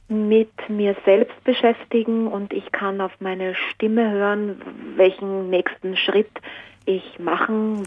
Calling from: Salzburg, Austria; Ich bin aus Salzburg oder in der Nähe von Salzburg.

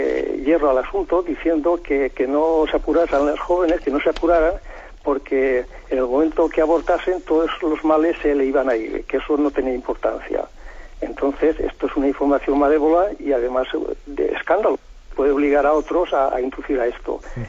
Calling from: Castellón, Valencian Community, Spain; Buenos días, sí … de Castellón.

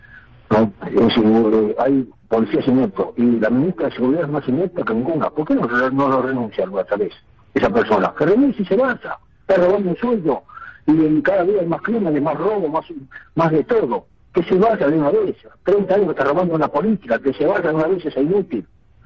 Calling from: Villa Devoto, Buenos Aires, Argentina; de Devoto.

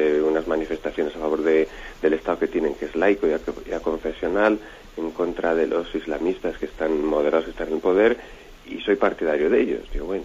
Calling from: Palencia, Castile and León, Spain; soy de Palencia.

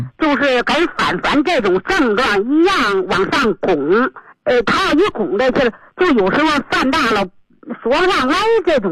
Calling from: Beijing, China; 我是北京的一个新学员。我今年71岁。

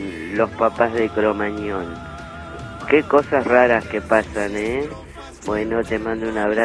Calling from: Buenos Aires, Argentina; de Villaluro.

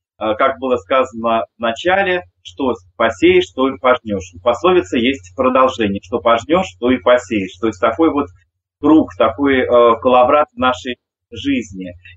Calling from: Mozhaysk, Moscow Oblast, Russia; Я вещаю вам из Можая, даже из Можайского района, из самых истоков Москвы-реки, где мы существуем как этнокультурный центр «Колосвет», такое старейшее эко-поселение с начала 80-х годов.

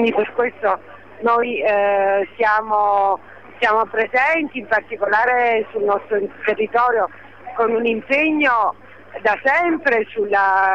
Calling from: Naples, Campania, Italy; Sono di Napoli

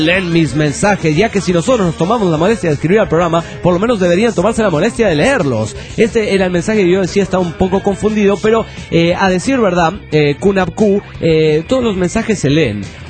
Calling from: Calchaquí, Santa Fe, Argentina; de Calchaquí, Argentina.

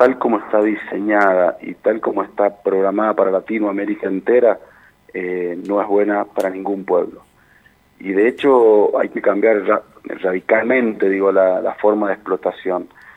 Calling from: San Carlos, Mendoza, Argentina; Geográficamente, yo estoy en San Carlos. Geográficamente estoy en el corazón de Mendoza.

